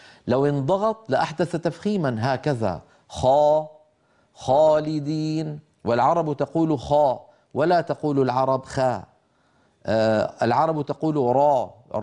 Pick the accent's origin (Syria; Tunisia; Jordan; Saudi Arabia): Syria; يعني طبعا أنا من الشام، فأسمع من بعض إخواننا أحيانا مبالغات غير مقبولة في نطق الحرف المكسور